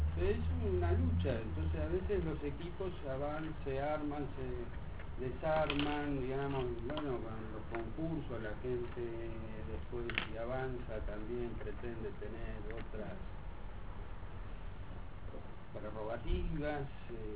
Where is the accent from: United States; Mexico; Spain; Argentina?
Argentina; San Miguel, Buenos Aires Province; Yo soy de San Miguel. Siempre he dado de San Miguel.